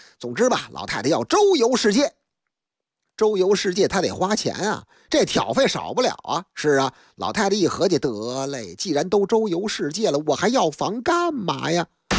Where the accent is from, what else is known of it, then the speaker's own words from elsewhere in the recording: Beijing, China; 在我的老家北京劲松一带，那个地方那是个成熟的社区，有很多那个老旧的楼房